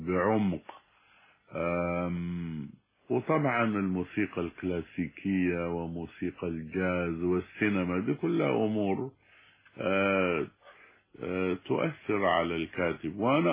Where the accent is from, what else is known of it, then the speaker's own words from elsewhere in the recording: Sudan; لأن عندنا في السودان الريد هو الحب